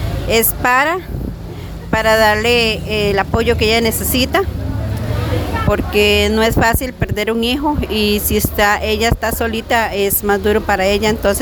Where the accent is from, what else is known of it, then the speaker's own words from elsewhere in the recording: Pérez Zeledón, San José, Costa Rica; soy de Pérez Zeledón.